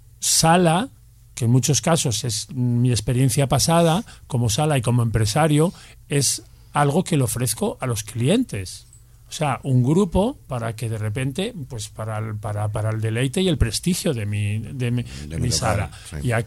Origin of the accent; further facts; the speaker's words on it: Bembibre, Castile and León, Spain; Porque soy de Bembibre, nativa.